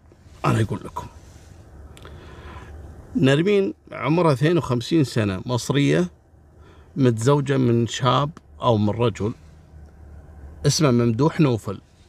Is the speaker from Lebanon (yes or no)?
no; Kuwait; عندنا في الكويت يسمونه بر الرحية